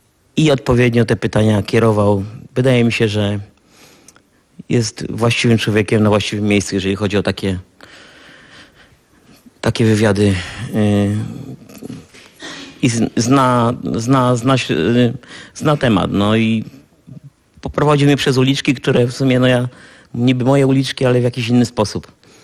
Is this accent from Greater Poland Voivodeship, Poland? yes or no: no; Częstochowa, Silesian Voivodeship, Poland; now in Warsaw, Poland; z tego samego miasta, co ja, z Częstochowy, ale nie poznaliśmy się nigdy w Częstochowie.